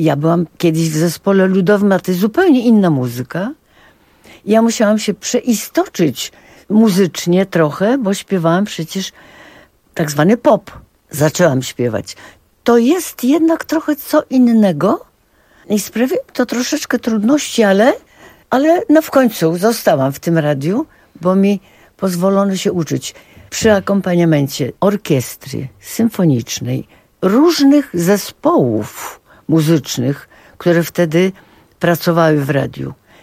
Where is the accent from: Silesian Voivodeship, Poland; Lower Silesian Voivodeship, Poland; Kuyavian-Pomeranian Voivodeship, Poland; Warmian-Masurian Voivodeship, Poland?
Kuyavian-Pomeranian Voivodeship, Poland; Papowo Biskupie; born there; Ja się urodziłam w Papowie Biskupim